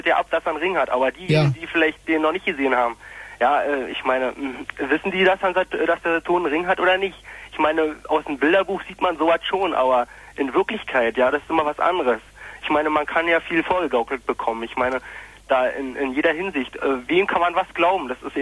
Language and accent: German; Eisenhüttenstadt, Brandenburg, Germany; moved away as an adult; now in Berlin, Germany; Ja, ich komme aus Eisenhüttenstadt.